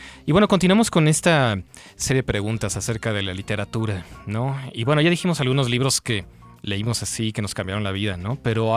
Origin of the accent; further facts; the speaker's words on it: Mexico; ya hasta me dicen que soy japonés, no mexicano.